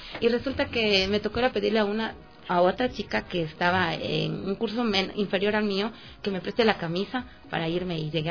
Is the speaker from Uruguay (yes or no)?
no; Ecuador; que nos ayuden como ecuatorianos, como buenos ecuatorianos que somos